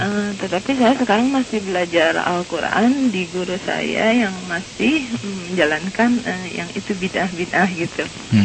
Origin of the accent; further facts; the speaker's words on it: Bogor, West Java, Indonesia; Saya sendiri orang Sunda dari Bogor